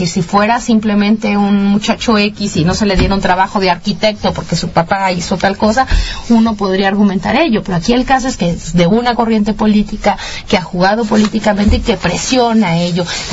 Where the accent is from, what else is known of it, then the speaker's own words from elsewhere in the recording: Mexico; nuestra vulnerabilidad como ciudadanos mexicanos